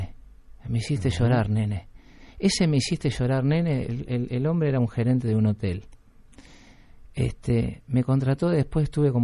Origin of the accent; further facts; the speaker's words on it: Uruguay; moved away; Cuando crucé el charco, vine acá a cantar chacareras, milongas, tangos, candombes, zambitas de mi país. Soy un uruguayo que la viene a luchar.